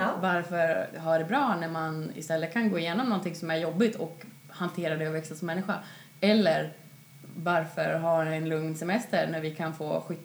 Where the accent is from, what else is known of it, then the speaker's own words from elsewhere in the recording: Gävleborg County, Sweden; Jag bara, men det här är min dialekt. Och ni bara, nej, vi förstår inte. För att du kommer från Hälsingland.